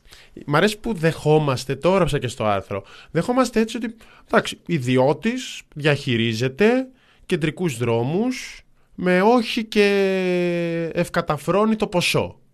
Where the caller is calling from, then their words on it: Athens, Attica, Greece; από Πατήσια